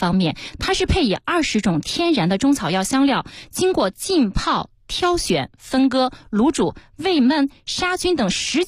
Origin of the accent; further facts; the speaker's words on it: Inner Mongolia, China; 今天给大家带来的是我家乡的特产